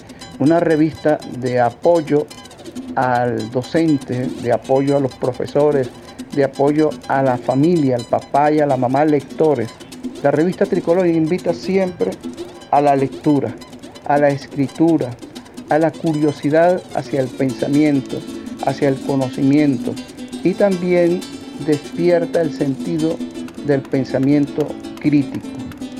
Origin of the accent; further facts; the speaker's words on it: La Grita, Táchira, Venezuela; soy de La Grita, del estado Táchira.